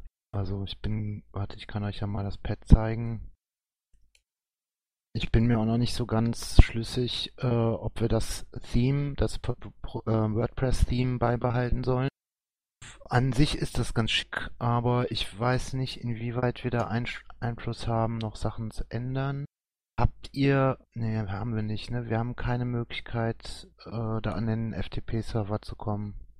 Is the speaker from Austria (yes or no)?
no; Eupen, Wallonia, Belgium; born there; Eupen. Das ist auch eine Stadt in Ostbelgien, wo ich geboren bin im Übrigen